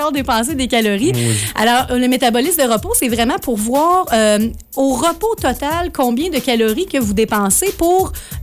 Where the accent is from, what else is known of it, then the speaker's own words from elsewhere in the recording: Saint-Lin, Quebec, Canada; accent: Saint-Lin; ça, c'est mon accent de Saint-Lin qui ressort.